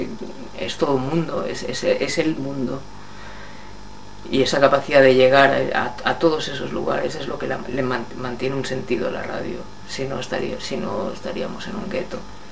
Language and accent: Spanish; Madrid, Community of Madrid, Spain; first language Spanish; no porque sea madrileño, sino porque es mi lengua materna y en la que estoy más feliz